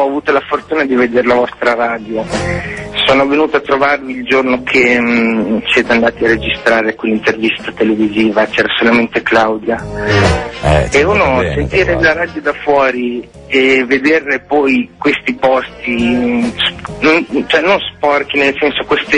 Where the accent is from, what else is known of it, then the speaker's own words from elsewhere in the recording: Faenza, Emilia-Romagna, Italy; No, sono di Faenza. Vicino alla ragazza che ha chiamato prima.